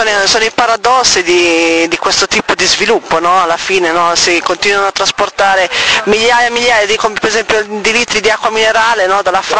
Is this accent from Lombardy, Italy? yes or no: yes; Milan, Lombardy, Italy; Noi, sono di Milano